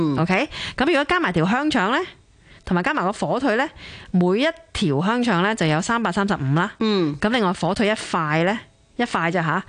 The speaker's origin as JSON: {"language": "Cantonese", "country": "Hong Kong", "said": "我哋香港人有度好幸福咧，就系我哋嘅超级市场咧，"}